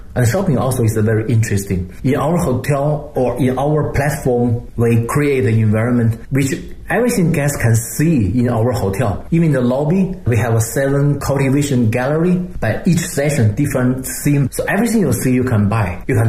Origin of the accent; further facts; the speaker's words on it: Beijing, China; English is a second language; And for me, you know, I'm from Beijing. I know Beijing a lot.